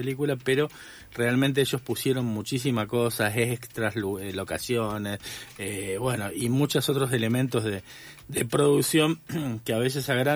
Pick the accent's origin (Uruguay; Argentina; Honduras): Argentina; Rosario, Santa Fe; yo de muy chico era militante, y en un pequeño partido en el que estaba en Rosario recibimos en los 80, 86, 87 a muchos de los escapados